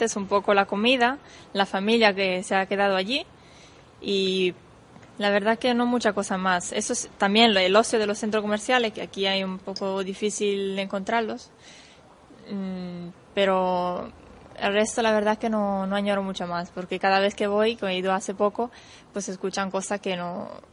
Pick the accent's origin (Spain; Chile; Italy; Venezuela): Italy; Spanish is a second language; yo siendo italiana, la verdad es que no le pongo mucha atención a eso